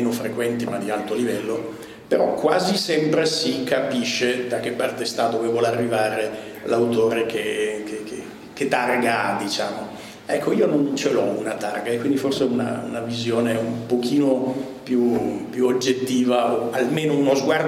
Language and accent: Italian; Milan, Lombardy, Italy; now in Turin, Italy; io vengo da due famiglie, diciamo così, puro sangue altoatesine, ma sono già nato a Milano, i miei genitori si erano spostati, e quindi sono cresciuto tra Milano, un po' di estero e adesso abito a Torino.